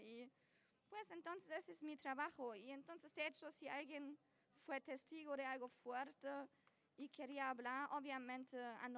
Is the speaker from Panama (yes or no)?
no; Germany; Spanish is a second language; now in Cali, Colombia; de Alemania y llegué a Cali, digamos, hace un mes y medio.